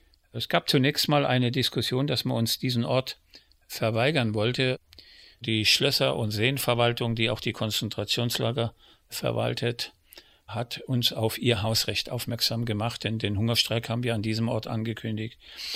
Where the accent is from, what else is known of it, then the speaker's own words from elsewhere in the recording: Germany; Ich bin Deutscher und ich spreche die deutsche Sprache